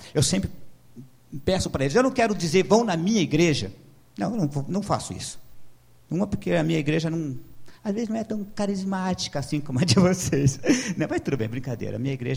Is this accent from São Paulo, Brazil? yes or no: no; Curitiba, Paraná, Brazil; Eu sou aí do Sítio Cercado, quem não me conhece, né? Sou natural de Curitiba, sou um curitibano nato, né? Oriundo dessa região bonita do Sítio Cercado.